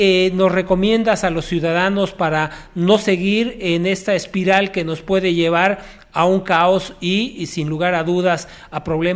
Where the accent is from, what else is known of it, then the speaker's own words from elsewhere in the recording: Mexico; somos todos los mexicanos